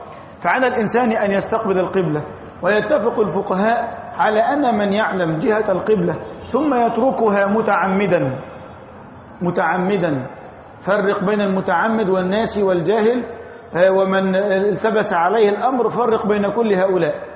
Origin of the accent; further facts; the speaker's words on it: Egypt; نحن الآن في موضعنا هذا من بلدتنا مصر اتجاهنا الجنوب الشرقي